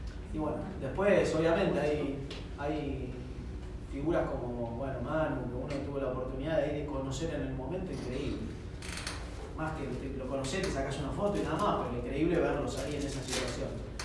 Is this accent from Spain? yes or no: no; Argentina; Qué cagada, bueno, somos argentinos, estamos contentos